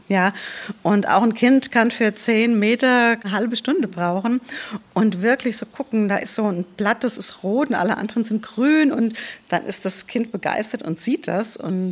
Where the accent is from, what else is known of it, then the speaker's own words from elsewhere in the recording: Lorsbach, Hesse, Germany; also Lorsbach, wo ich herkomme, im Taunus, da wächst der Wald wirklich bis an die ersten Häuser.